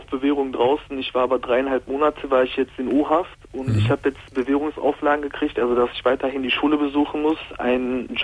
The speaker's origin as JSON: {"language": "German", "town": "Mülheim an der Ruhr", "region": "North Rhine-Westphalia", "country": "Germany", "said": "also ich komme aus Mühlheim an der Ruhr."}